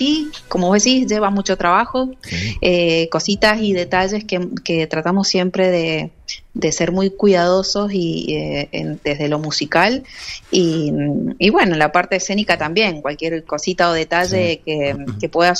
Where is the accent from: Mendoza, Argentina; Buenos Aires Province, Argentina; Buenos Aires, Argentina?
Mendoza, Argentina; Nosotros somos de Mendoza, les cuento ahí para los que no saben acerca de nosotros.